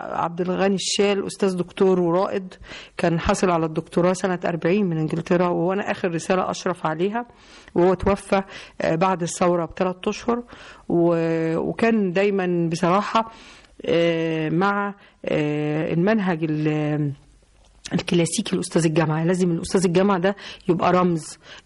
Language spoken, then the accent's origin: Arabic; Nekheila, Asyut Governorate, Egypt; born there; طبعا انا والدتي كانت من الصعيد، وانا كمان مواليد قريه النخيله